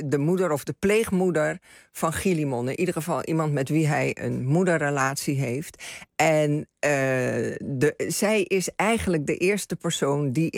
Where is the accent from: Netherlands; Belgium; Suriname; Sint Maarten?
Suriname; En ik groeide op in Suriname, Nederlandstalig.